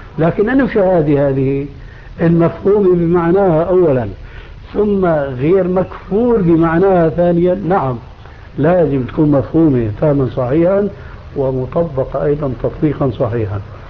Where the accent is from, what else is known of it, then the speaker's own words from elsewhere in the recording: Syria; ونحن عندنا في الشام كانوا التلامذة مساكين